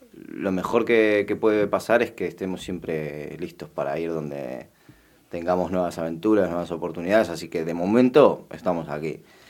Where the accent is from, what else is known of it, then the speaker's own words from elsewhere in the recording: Madrid, Community of Madrid, Spain; now in Argentina; yo toda mi infancia la viví en Madrid. Yo en realidad me crié desde los 5 hasta los 15 en España. Y luego, bueno, pues luego volví.